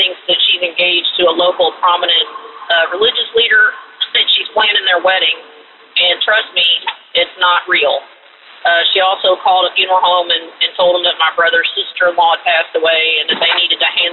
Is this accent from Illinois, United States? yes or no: no; Kentucky, United States; from Kentucky, and I'm imitating Lee from New Jersey, calling from my car.